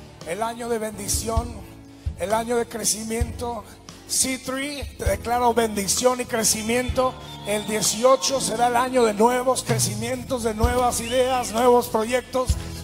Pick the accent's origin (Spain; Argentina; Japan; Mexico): Mexico; northern Mexico; Perdonen la confianza, pero soy del norte de México, somos confianzudos.